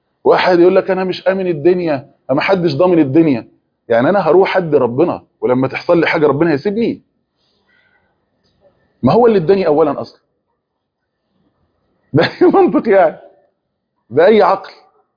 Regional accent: Egypt; اللي هو زي احنا عندنا في مصر بنسمي المواعين

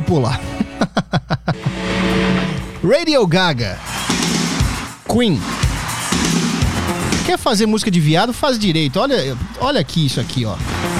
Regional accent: Minas Gerais, Brazil; É muito querido lá em Minas Gerais. Muito conhecido, muito querido, muito estimado lá na minha terra.

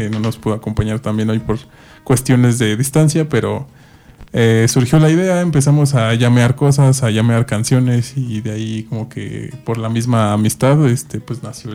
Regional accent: Mexico City, Mexico; yo soy de la Ciudad de México, pero nos fuimos a estudiar un rato por allá.

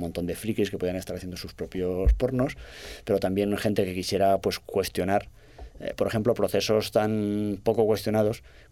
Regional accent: Castellón, Valencian Community, Spain; como si hiciésemos porno hecho por labriegos de mi tierra, de Castellón

